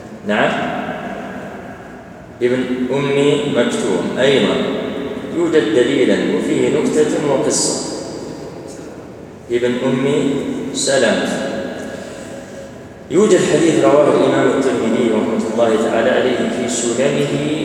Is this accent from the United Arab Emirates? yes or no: no; Algeria; احنا عندنا في الجزائر